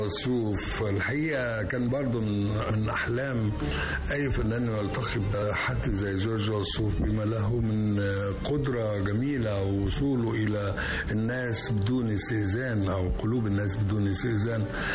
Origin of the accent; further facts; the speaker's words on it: Egypt; لكن إحنا من مصر تسرب إلينا بشكل جميل.